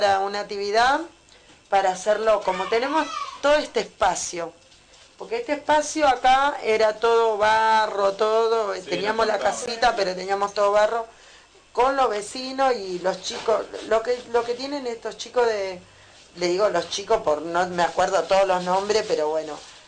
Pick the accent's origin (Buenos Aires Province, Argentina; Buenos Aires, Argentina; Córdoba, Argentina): Córdoba, Argentina; born there; Y yo no nací acá, porque nací en Córdoba. Pero mi mamá me trajo a los 2 meses.